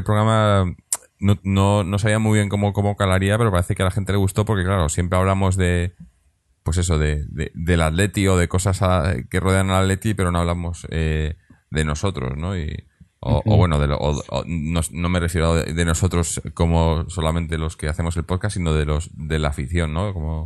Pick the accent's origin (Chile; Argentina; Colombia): Argentina; Soy de Argentina